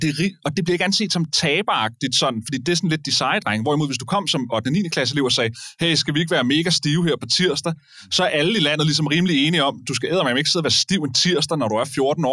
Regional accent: Hillerød, Capital Region of Denmark, Denmark; da jeg voksede op i Hillerød

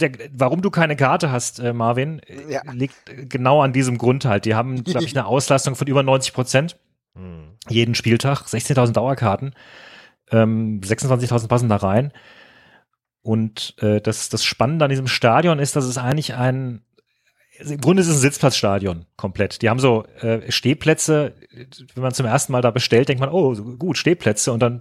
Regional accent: Frankfurt, Hesse, Germany; Ich meine, euch muss ich als Frankfurter bei guter Stimmung nichts erzählen.

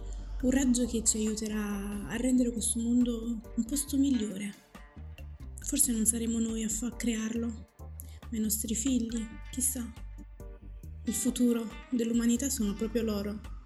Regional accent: Battipaglia, Campania, Italy; Nemmeno i miei genitori sono nati in Italia. Però se mi chiedono di dove sei, io dico sono di qua. Di Salerno, di Battipaglia. Parlo perfettamente l'italiano, come parlo perfettamente il dialetto marocchino.

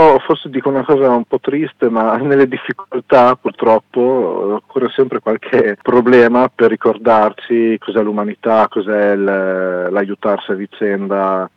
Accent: Cesena, Emilia-Romagna, Italy; now in Forlì, Italy; sia a Cesena, che è la mia città natale, e a Forlì, che è la città dove vivo oggi.

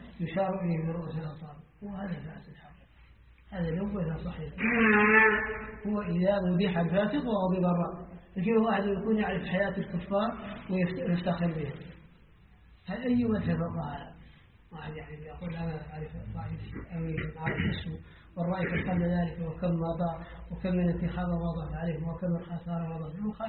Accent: Mauritania; نحن الآن عندنا في موريتانيا الآن للأسف

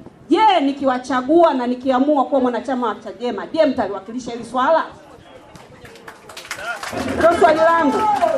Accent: Tanzania; now in United States; hapa mimi sio kwetu. Kwetu ni Tanzania.

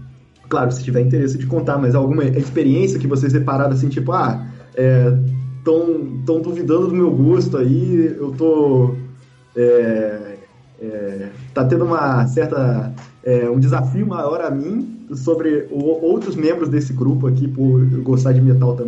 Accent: Vassouras, Rio de Janeiro, Brazil; eu sou de Vassouras, em Barra do Piraí

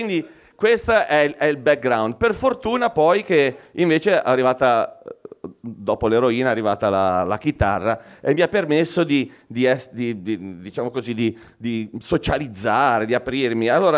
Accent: Genoa, Liguria, Italy; Io quando sono cresciuto a Bolzaneto negli anni 80

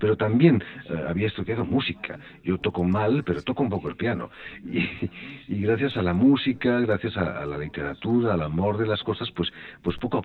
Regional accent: Barcelona, Catalonia, Spain; moved away as an adult; now in Paris, France; yo trabajaba en Barcelona, yo vengo de Barcelona y había trabajado como actor en el teatro

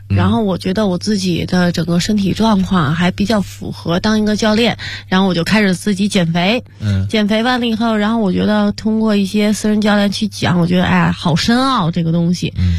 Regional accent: Beijing, China; 那第二个就是因为我是一个北京孩子嘛，土生土长的

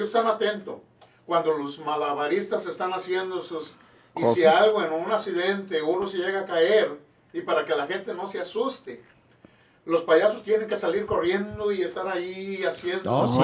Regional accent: Cuernavaca, Morelos, Mexico; also born or lived in State of Mexico; Soy del Estado de México, pero desde chiquillo yo me fui para la ciudad de Cuernavaca, Morelos. Así que yo soy más morelense

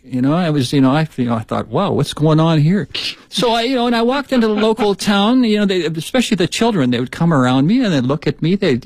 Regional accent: Shanxi, China; now in Beijing, China; When we came here from Shanxi province.

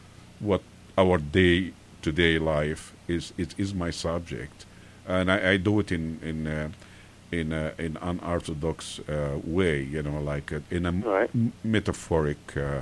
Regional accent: Egypt; as Egyptian, I grew up in Egypt and things like that.

